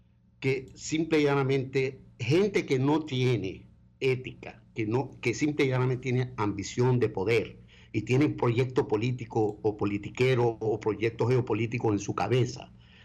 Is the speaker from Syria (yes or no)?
yes; Aleppo, Aleppo Governorate, Syria; moved away; que acaban de cometer un genocidio en Alepo, en mi ciudad natal.